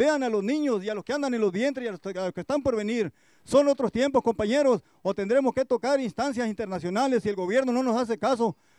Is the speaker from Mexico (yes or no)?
yes; Mexico; Como buen mexicano, hay que saber morir